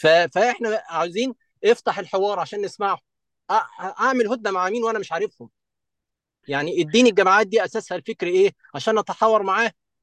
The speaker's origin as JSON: {"language": "Arabic", "country": "Egypt", "said": "عندنا في مصر مشاكل مع جماعات مثلا تنظيم الدوله"}